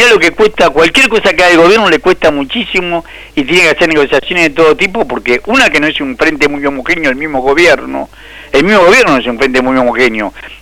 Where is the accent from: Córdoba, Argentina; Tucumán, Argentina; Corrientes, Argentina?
Tucumán, Argentina; born there; Mira, yo soy tucumano de nacimiento.